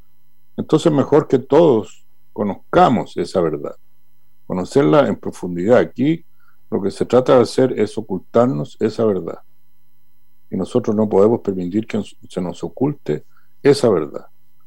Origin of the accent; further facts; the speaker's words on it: Chile; Como chilenas, como chilenos, como sociedad.